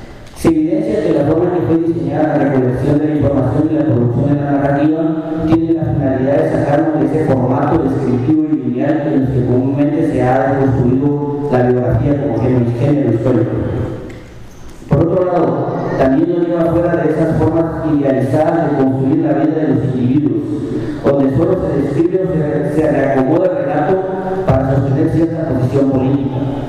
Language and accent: Spanish; Guatemala; vengo del pueblo de Maya Jujal, de Guatemala, donde en la actualidad somos el 70% de la población dividida en 22 pueblos mayas